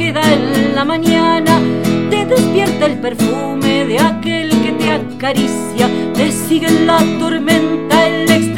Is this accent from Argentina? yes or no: yes; Buenos Aires Province, Argentina; Estoy en Mendoza en este momento, en mis visitas cotidianas, y soy de Buenos Aires, de provincia de Buenos Aires.